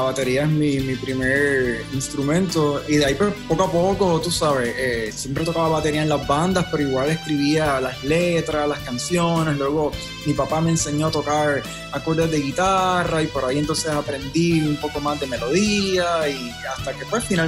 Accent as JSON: {"language": "Spanish", "town": "San Juan", "country": "Puerto Rico", "lives_now": "Jersey City, United States", "said": "yo vengo de San Juan, Puerto Rico. Actualmente vivo en Jersey City, New Jersey."}